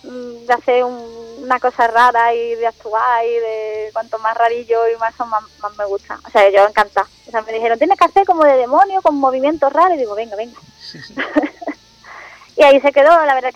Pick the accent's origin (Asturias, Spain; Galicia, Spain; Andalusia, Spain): Andalusia, Spain; Málaga; era bastante conocido en Málaga, de donde yo soy.